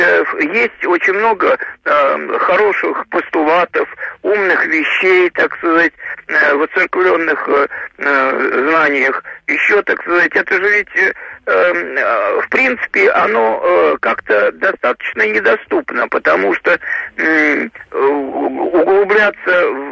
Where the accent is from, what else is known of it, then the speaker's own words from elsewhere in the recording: Moscow, Russia; я, значит, москвич, родился в конце 43-го в Москве